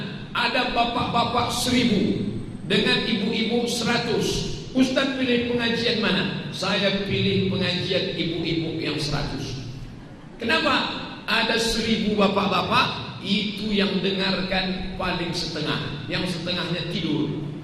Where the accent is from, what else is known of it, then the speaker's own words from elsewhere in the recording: Pekanbaru, Riau, Indonesia; Saya dari Pekanbaru Riau